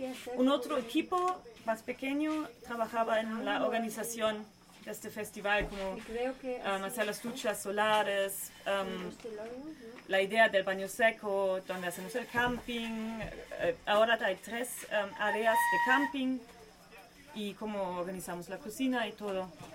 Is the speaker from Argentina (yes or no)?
no; Germany; Spanish is a second language; De Alemania.